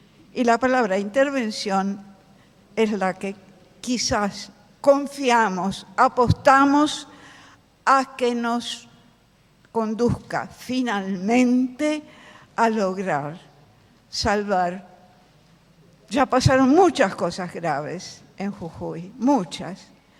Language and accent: Spanish; Milan, Lombardy, Italy; Yo soy italiana de origen, milanesa, y tengo, por supuesto, toda una formación de ese origen.